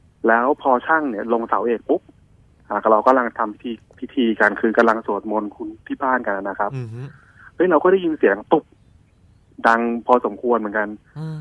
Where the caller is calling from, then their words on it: Sai Mai, Bangkok, Thailand; ตอนนี้ผมอยู่สายใหม่ครับ